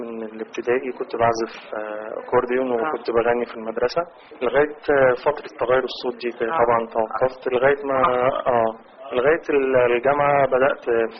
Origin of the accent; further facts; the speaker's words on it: Alexandria, Alexandria Governorate, Egypt; احنا يعني الاسكندرانية بيحبوا الفن قوي يعني